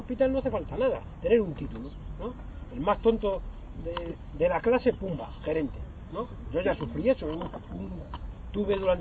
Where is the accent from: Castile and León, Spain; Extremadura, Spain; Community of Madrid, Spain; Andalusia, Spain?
Extremadura, Spain; born there; No soy extremeño, nací en un pueblo de Extremadura